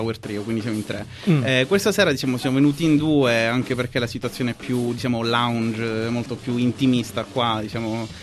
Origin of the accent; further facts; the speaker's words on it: London, United Kingdom; first language English; Italian is a second language; io sono madrelingua inglese, quindi per motivi miei sono cresciuto a Londra, quindi la mia prima lingua è l'inglese.